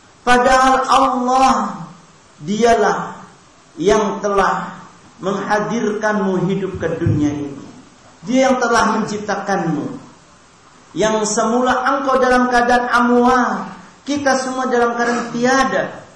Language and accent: Indonesian; Ciamis, West Java, Indonesia; born there; also born or lived in Ambon; karena kami lama di Ambon, juga kami lahir di Jawa Barat Ciamis, sehingga mungkin untuk bahasa Jawanya kagok.